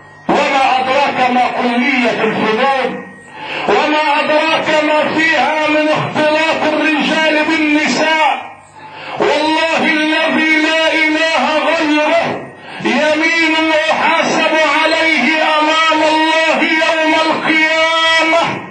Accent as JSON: {"language": "Arabic", "country": "Egypt", "said": "لان عدد الوزيرات عندنا في مصر قليل"}